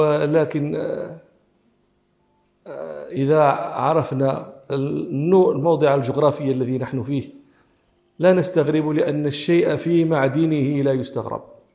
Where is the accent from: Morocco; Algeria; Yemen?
Morocco; كان الإسبان فيها يشتغلون عندنا في المغرب في حقولنا